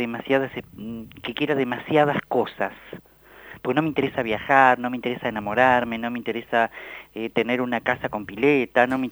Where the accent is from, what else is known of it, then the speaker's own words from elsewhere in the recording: La Plata, Buenos Aires Province, Argentina; Sí, yo nací acá en La Plata, en esta calle, en la calle 12 y 38 donde vivo. 12, 37 y 38.